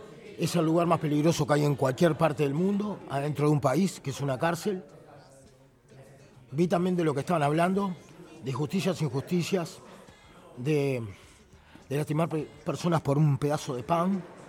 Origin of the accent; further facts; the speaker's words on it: San José, Uruguay; Yo soy de San José, venía a trabajar a Montevideo, hacía 200 kilómetros todos los días para trabajar.